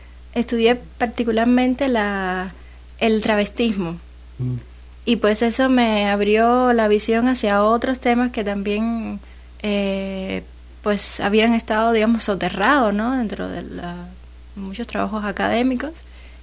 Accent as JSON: {"language": "Spanish", "region": "Havana", "country": "Cuba", "said": "De La Habana."}